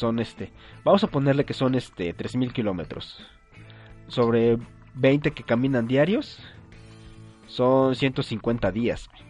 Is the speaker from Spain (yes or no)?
no; Mexico; nosotros como mexicanos se nos hace un poco más fácil tramitar una visa